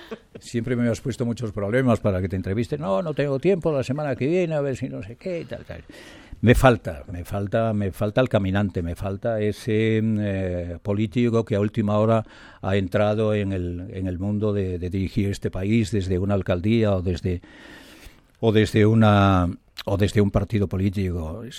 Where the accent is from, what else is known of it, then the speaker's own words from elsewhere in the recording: Ponferrada, Castile and León, Spain; La noticia deportiva está en este momento en mi pueblo, en Ponferrada.